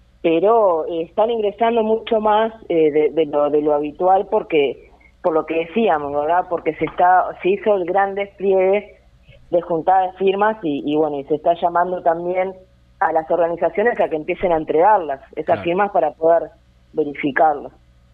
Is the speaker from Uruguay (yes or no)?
yes; Uruguay; siempre como uruguayos, ¿no?, desplegando todo nuestro poder